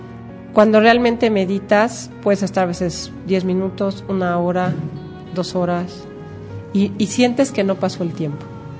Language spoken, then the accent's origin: Spanish; Mexico; Pero ahora vamos a hablar de lo que somos, mexicanos, viva mexicanos.